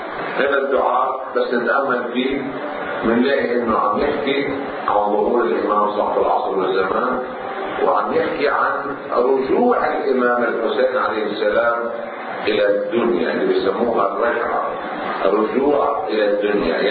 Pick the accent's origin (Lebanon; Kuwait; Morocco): Lebanon; عندنا في لبنان